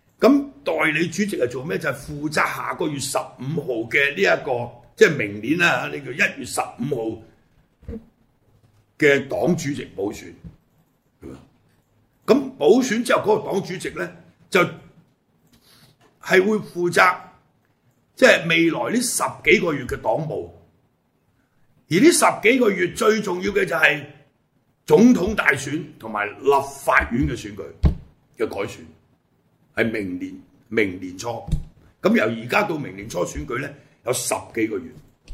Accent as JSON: {"language": "Cantonese", "country": "Hong Kong", "said": "我哋香港人啊，或者對台灣政治唔係好了解"}